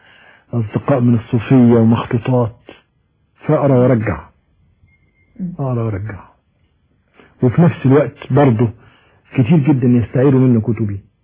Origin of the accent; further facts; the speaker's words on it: Egypt; انا مصري منتمي للتراب بتاع مصر،